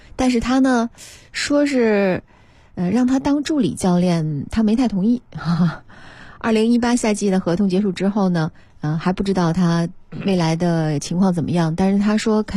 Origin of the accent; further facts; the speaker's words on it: Beijing, China; 特别有咱们北京人的这种感觉哈。